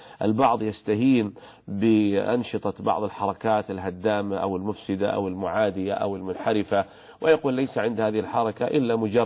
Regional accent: Saudi Arabia; بلادنا المملكة العربية السعودية تعشق الأمن والسلام وحسن الجوار

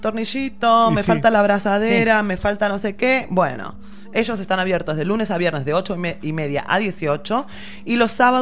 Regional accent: Los Reartes, Córdoba, Argentina; Ahora que mi pueblo, Los Reartes, es un parque acuático, más difícil aún porque, bueno, vive tu propia aventura.

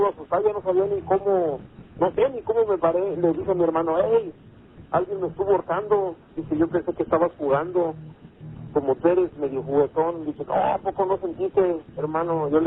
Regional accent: León, Guanajuato, Mexico; yo soy de ahí, de León, Guanajuato.

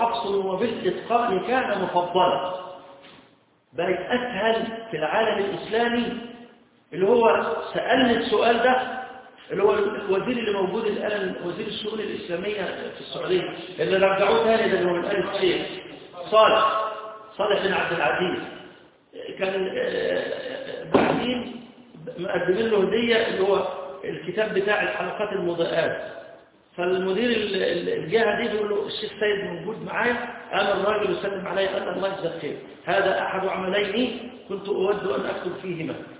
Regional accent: Upper Egypt, Egypt; مفروض قراءتنا احنا كمصريين قراءه اللي هي قراءه ورش،

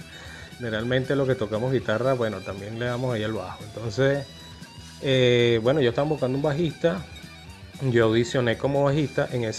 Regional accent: Caracas, Capital District, Venezuela; Sin embargo, yo entro en el año 94 y yo, bueno, soy de Caracas.

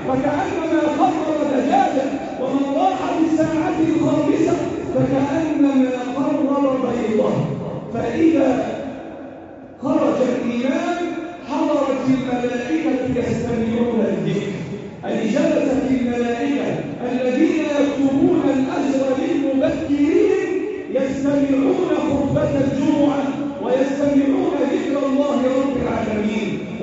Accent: Egypt; اللهم احفظ بلدنا مصر وسائر بلاد

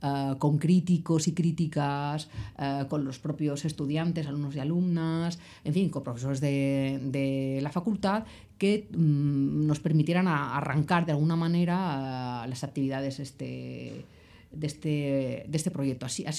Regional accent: Palma de Mallorca, Balearic Islands, Spain; yo empecé en el mundo teatral con 12 añitos en Palma de Mallorca. Yo soy de Palma de Mallorca y empecé a formarme ahí en la escuela de teatro que llevaba Xes Forteza

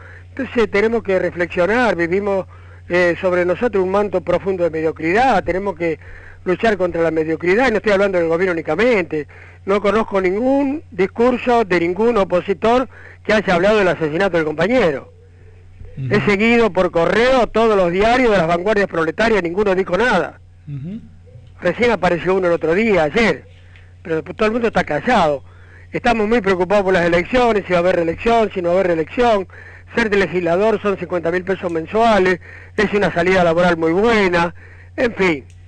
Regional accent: Córdoba, Argentina; como yo soy de Córdoba

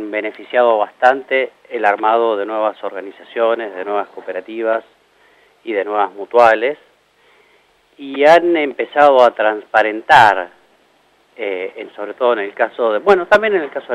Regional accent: Morón, Buenos Aires Province, Argentina; No, yo no soy de Moreno, soy de Morón.

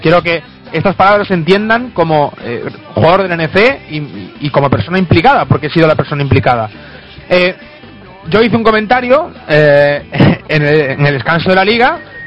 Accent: Galicia, Spain; son un clan vasco, nosotros somos gallegos

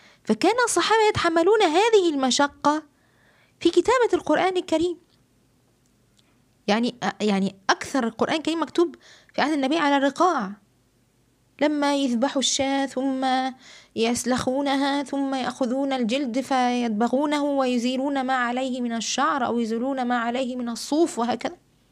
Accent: Egypt; وطبعا البردعة عندنا في مصر بتكون إيه جلد

